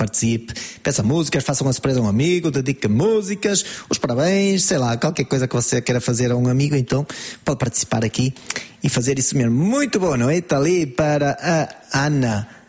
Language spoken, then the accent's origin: Portuguese; Portugal; Ninguém festeja festas como nós, portugueses.